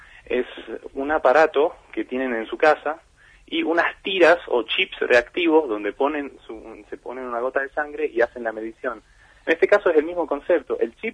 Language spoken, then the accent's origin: Spanish; Tucumán, Argentina; moved away as an adult; now in Bariloche, Argentina; yo soy tucumano, estudié los primeros años de mi carrera en Tucumán y en el tercer año me vine a Bariloche.